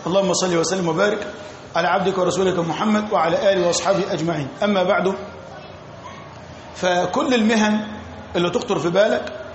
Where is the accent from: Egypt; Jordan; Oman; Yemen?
Egypt; احنا عندنا في مصر مثلا